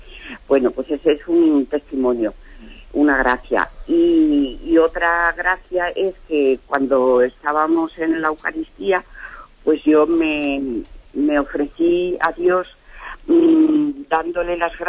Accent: Toledo, Castilla-La Mancha, Spain; Mire, soy una señora de Toledo

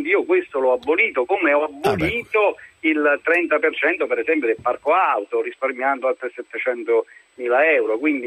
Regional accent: Cassino, Lazio, Italy; Da Cassino.

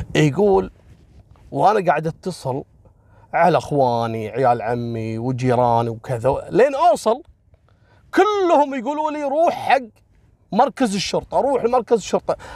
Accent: Kuwait; حصلت عندنا في الكويت قصة والله العظيم انا ماني قادر انساها

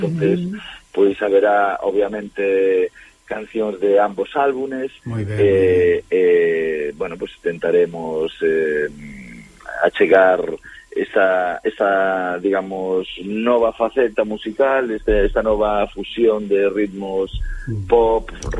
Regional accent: A Coruña, Galicia, Spain; porque ademais nací en Monte Alto, medrei en Monte Alto

